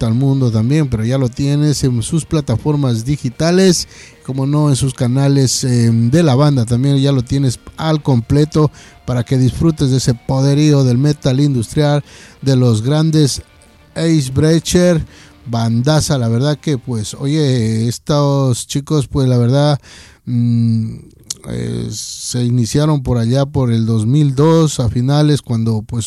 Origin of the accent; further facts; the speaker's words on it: Ecuador; moved away; a nosotros por acá como ecuatorianos que estamos en tierras lejanas.